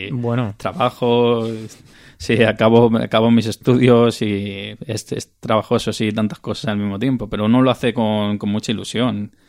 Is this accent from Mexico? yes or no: no; Balearic Islands, Spain; Somos yo, que soy de aquí de Mallorca